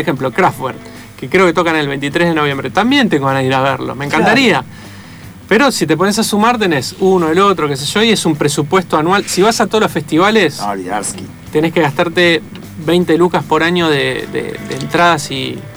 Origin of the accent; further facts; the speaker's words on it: Avellaneda, Buenos Aires Province, Argentina; Y nosotros somos de Avellaneda, además. Nos queda relativamente cerca.